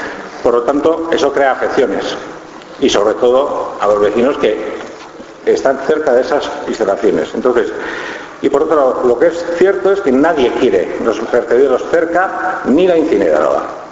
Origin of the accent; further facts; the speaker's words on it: Usurbil, Basque Country, Spain; yo soy de Usurbil